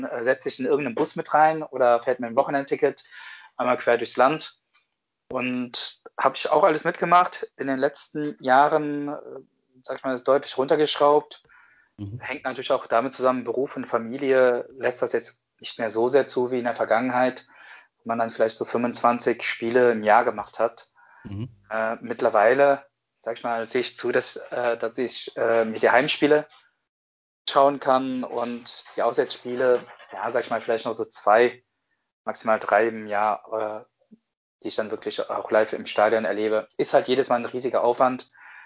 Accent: Cologne, North Rhine-Westphalia, Germany; Ich bin am Kölner Südbahnhof aufgewachsen.

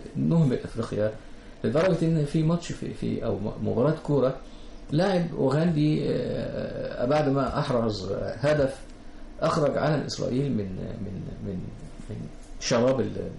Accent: Egypt; كبار السن هقول لهم I'm from Egypt, I'm Egyptian.

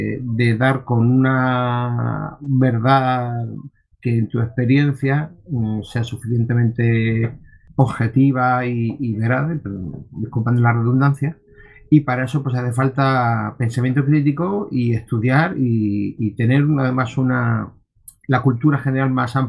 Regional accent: Almería, Andalusia, Spain; soy de Almería

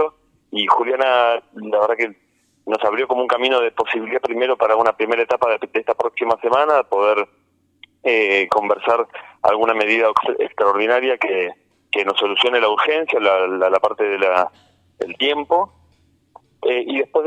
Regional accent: Las Rabonas, Córdoba, Argentina; yo soy de Las Rabonas

